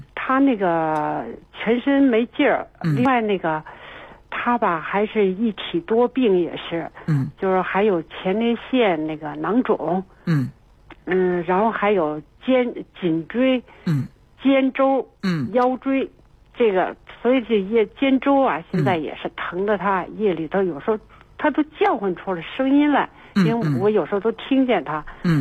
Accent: Beijing, China; 他是，我们是北京人。

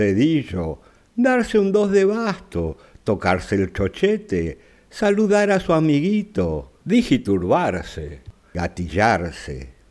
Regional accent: Argentina; Por lo menos es lo que yo interpreto aquí en mi país, Argentina.

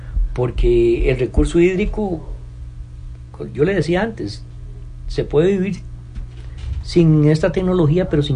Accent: Costa Rica; a veces se nos olvida como buen tico algunas cosas.

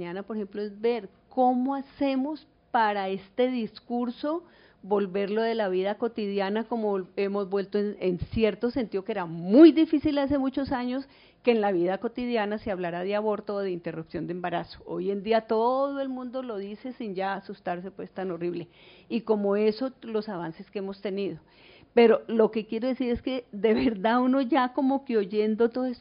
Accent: Cali, Valle del Cauca, Colombia; Yo soy de Cali, Cali fue la ciudad del mayor estallido

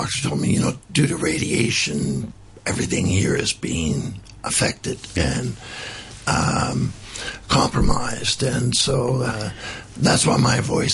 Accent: Canada; born there; moved away; also born or lived in Switzerland; even though I was born in Canada, my father was an international mining exploration geologist. I lived most of my life outside of Canada.

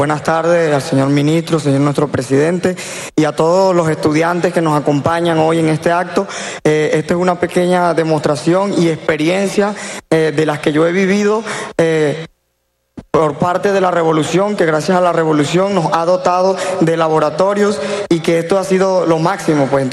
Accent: Caicara del Orinoco, Bolívar, Venezuela; Del Estado Bolívar, municipio Cedeña de Caicara del Orinoco.

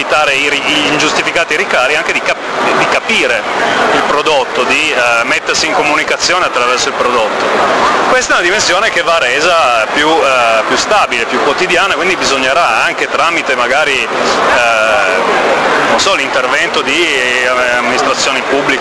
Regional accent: Piedmont, Italy; soprattutto per noi che veniamo dal Piemonte

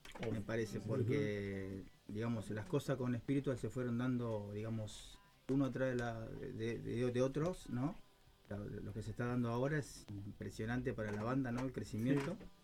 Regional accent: Moreno, Buenos Aires Province, Argentina; Justo da la casualidad que somos de Moreno.

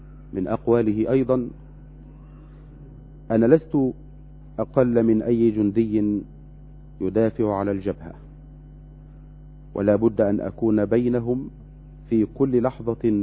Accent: Egypt; أن تمنحنا وتمنح بلدنا مصر الأمن والأمان والسلم والسلام

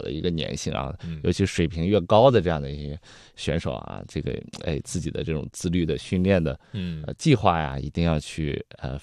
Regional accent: Zibo, Shandong, China; 正好十月份呢，在我的老家淄博啊

